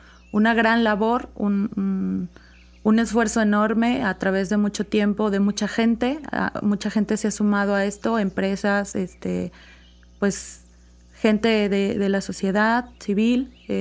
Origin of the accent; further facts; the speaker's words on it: Veracruz, Mexico; Pues, obviamente, como buena veracruzana, el café no puede faltar.